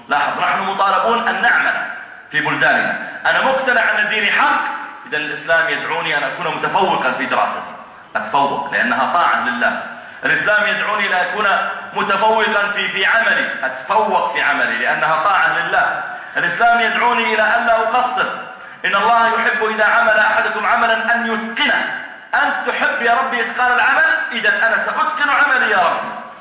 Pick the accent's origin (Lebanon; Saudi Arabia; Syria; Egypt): Saudi Arabia; وهو من الدعاة عندنا في السعودية